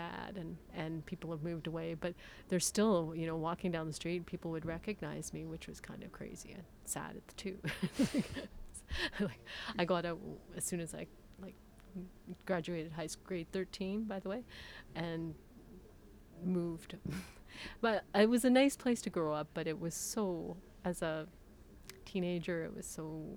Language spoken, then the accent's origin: English; Atikokan, Ontario, Canada; I'm from Atikokan, Ontario. I grew up in Atikokan, Ontario.